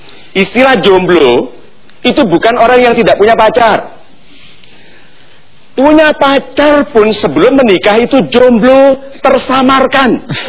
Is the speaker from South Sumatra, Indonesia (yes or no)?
no; Rappang, South Sulawesi, Indonesia; born there; Oh ya, tempat saya lahir.